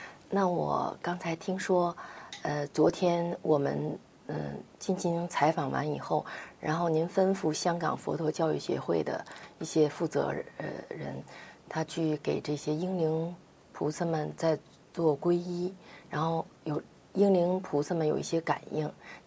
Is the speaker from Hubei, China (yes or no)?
no; Jiamusi, Heilongjiang, China; 就前年我去佳木斯的时候，我老家